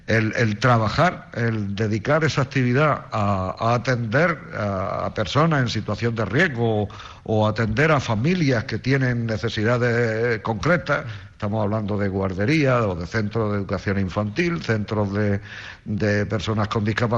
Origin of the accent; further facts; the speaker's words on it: Albor, Spain; yo soy de aquí, de Albor también